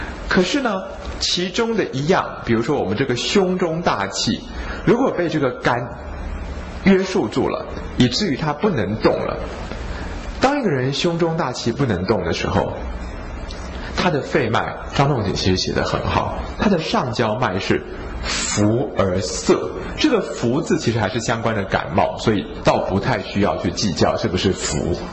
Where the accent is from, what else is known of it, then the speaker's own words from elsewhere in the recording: Taiwan; 我觉得我们台湾人很会生气又很不会发脾气